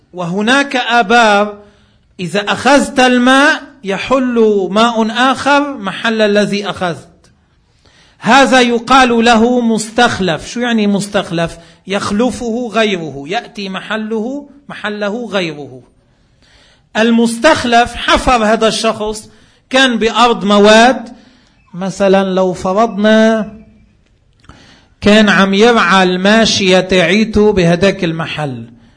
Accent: Lebanon; ما عندنا بلبنان ما في منه

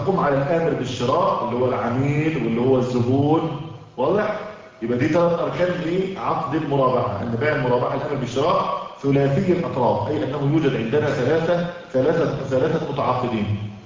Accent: Egypt; يعني عندنا في مصر مثلا على سبيل المثال

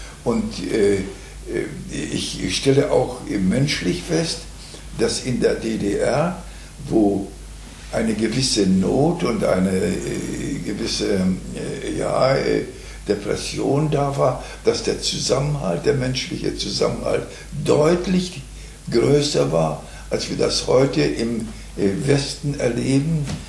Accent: Chorzów, Silesian Voivodeship, Poland; now in Germany; Ich komme aus dem schlesischen Raum und bin 1945 nicht mehr in meiner Heimatstadt gewesen und bin auch nicht mehr zurückgekehrt.

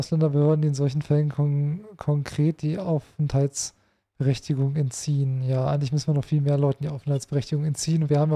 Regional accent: Hanover, Lower Saxony, Germany; Ja, und die Stadt Hannover, hier meine Heimat, hat auch schon nachgezogen.

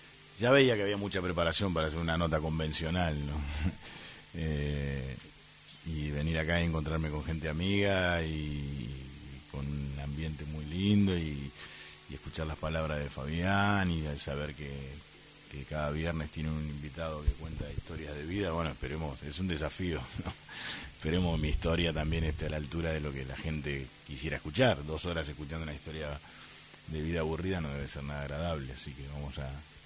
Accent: Bahía Blanca, Buenos Aires Province, Argentina; moved away as an adult; yo nací, pertenezco a una familia de clase media, con dos hermanos, un hermano más grande y una hermana más pequeña, de muy poquita diferencia de edad los tres, de un barrio típico de Bahía, popular, si se quiere, que es Villa Mitre

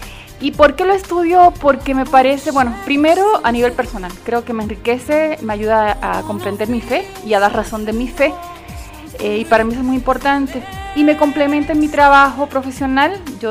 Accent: Puerto Rico; now in Mexico City, Mexico; Vengo de Puerto Rico, pero hace ya 22 años que vivo aquí en Ciudad de México.

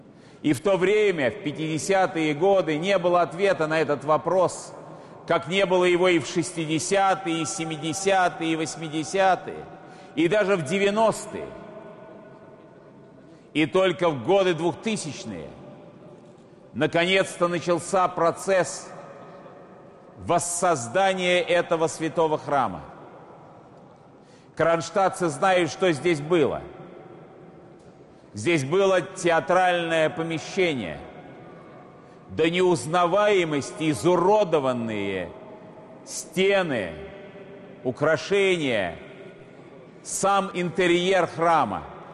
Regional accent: Saint Petersburg, Russia; Как ленинградец, я хорошо помню этот собор в послевоенные годы и в последующие годы.

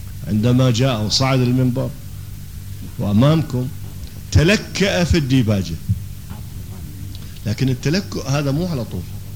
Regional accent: Iraq; accent: Iraqi; اللي هي سكليتر بلهجتنا العراقية أو دعسة البنزين

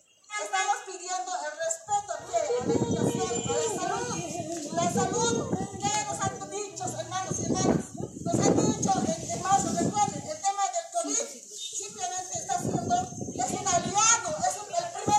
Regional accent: Bolivia; los dueños de esta patria, que somos los bolivianos, indígenas, campesinos, con todas sus etnias

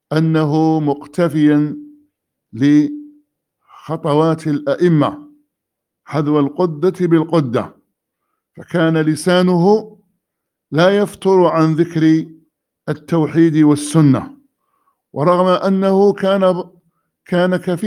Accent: Medina Province, Saudi Arabia; ثم عدنا إلى بلدتنا الفقير وادي الفرع، وذلك في شهر شوال على ما أظن من عام 73,300,000، واستوطننا المدينة على ما أظن في شهر محرم أو صفر من عام 74,300,000

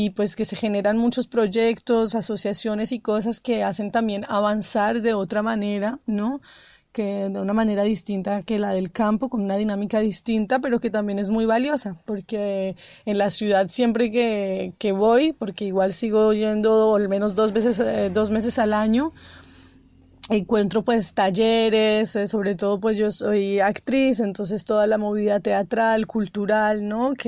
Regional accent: Bogotá, Colombia; now in France; Bueno, yo soy una colombiana que crecí en Bogotá, bueno, al lado de la ciudad siempre. Y hace 5 años me vine a vivir al campo, en el sur de Francia.

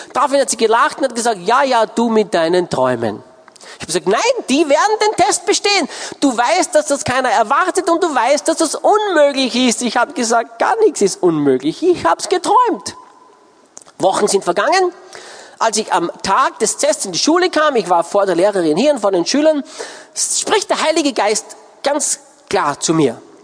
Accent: Austria; ich bin Österreicher

